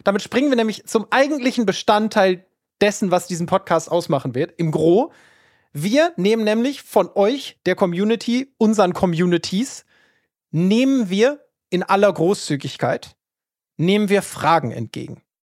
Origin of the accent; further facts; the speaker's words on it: Northern Germany, Germany; Ich bin aus Norddeutschland